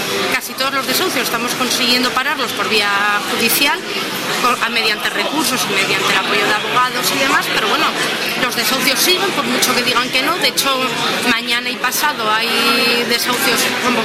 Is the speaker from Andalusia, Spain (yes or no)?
no; Gijón, Asturias, Spain; yo soy de Gijón